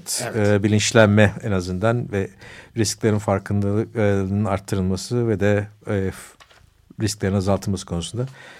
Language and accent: Turkish; Kadıköy, Istanbul, Turkey; Bir Kadıköy'lü olarak evet yani İstanbul'un o bölgesinde